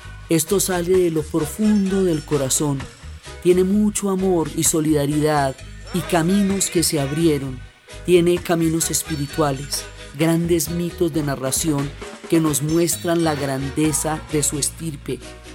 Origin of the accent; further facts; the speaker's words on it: Colombia; en nuestra historia y en nuestra propia percepción como colombianos, tenemos muchísima información europea